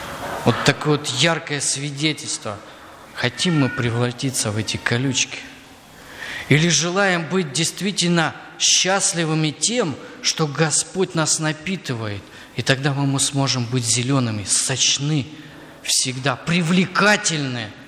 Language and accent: Russian; Crimea, Ukraine; вот у нас, где я вырос, в Крыму, очень жарко.